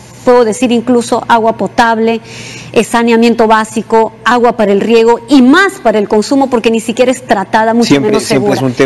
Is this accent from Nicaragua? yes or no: no; Peru; no solo atenta contra nuestra soberanía como peruanos, como país